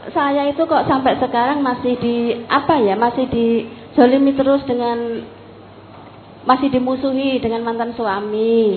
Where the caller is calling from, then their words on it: Jayapura, Papua, Indonesia; Iya Pak, saya dari Papua. Dari Jayapura, Papua.